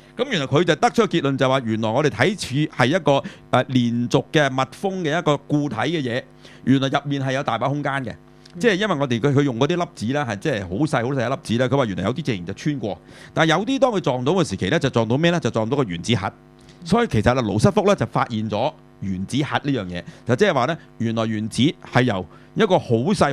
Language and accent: Cantonese; China; 你呢種咧就正正我哋中國人叫咩啊？